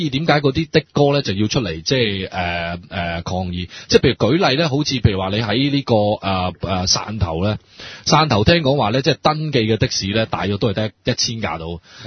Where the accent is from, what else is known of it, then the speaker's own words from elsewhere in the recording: Hong Kong; 或者我哋香港人以前叫白牌啦